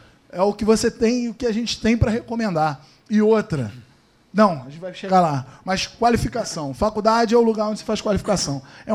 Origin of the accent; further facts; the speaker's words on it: Teresópolis, Rio de Janeiro, Brazil; eu sou de Teresópolis, a galera daqui, sempre veio muita gente.